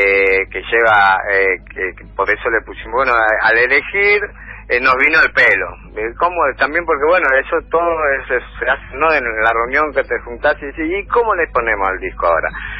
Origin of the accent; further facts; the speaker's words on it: Buenos Aires, Argentina; Sí, la mayoría somos de Floresta, digamos, ¿no? De acá de Floresta.